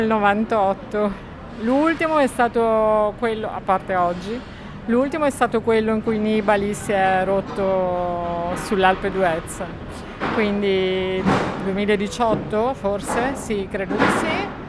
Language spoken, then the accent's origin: Italian; Villanova di Bagnacavallo, Emilia-Romagna, Italy; Villanova di Bagnacavallo, che è esattamente il mio paese, quindi per me non c'è problema.